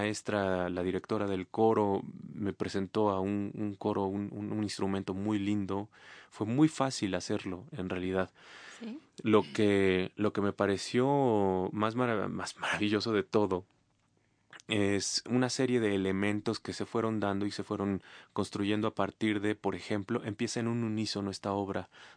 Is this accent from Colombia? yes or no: no; Bolivia; moved away; Yo soy boliviano y no estoy en Bolivia.